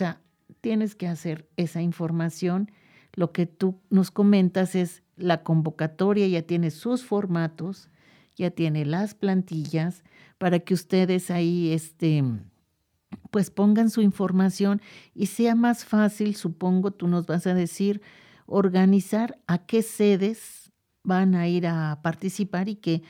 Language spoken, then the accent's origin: Spanish; Mexico; A mí cuando llegué me decían, es que ella no nació aquí, pero pues yo soy mexicana, ¿no?